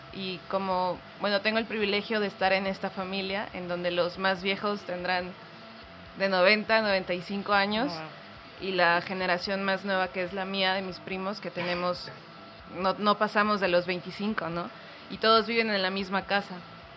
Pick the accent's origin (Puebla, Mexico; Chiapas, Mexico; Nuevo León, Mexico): Chiapas, Mexico; Tuxtla Gutiérrez; Yo soy de Tuxtla.